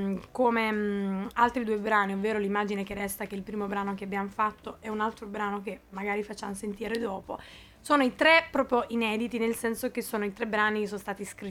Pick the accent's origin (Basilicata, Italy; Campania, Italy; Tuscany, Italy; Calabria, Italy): Basilicata, Italy; Lavello; Lavello è il mio paese, ecco, di origine, provincia di Potenza, ok? Le mie origini lucane, è giusto che vengano fuori